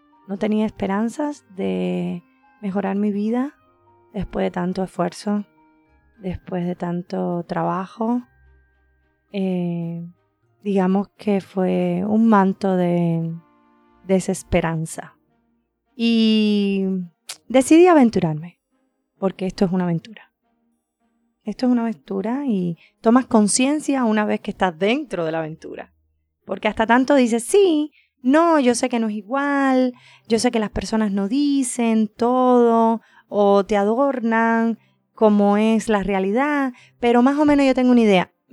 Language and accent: Spanish; Cuba; moved away as an adult; Salí por primera vez de Cuba, nunca había salido.